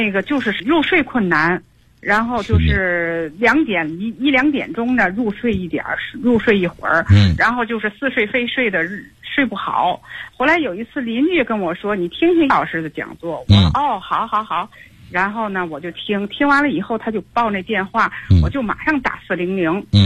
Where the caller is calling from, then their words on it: Hexi District, Tianjin, China; 我是天津的那个河西区的